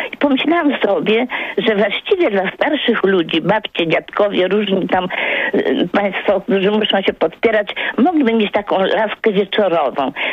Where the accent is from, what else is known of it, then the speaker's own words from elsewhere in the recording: Warsaw, Masovian Voivodeship, Poland; Mieszkam teraz pod Płockiem, a jestem z Warszawy, z dziada, pradziada.